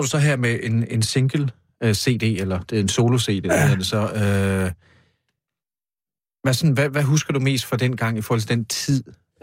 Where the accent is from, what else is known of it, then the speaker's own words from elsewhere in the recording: Kolding, Region of Southern Denmark, Denmark; fordi jeg er også fra Koldingegnen.